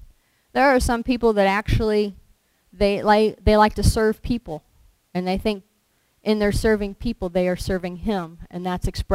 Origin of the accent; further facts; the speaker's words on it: Lewisburg, United States; I grew up in the Methodist church in town in Lewisburg.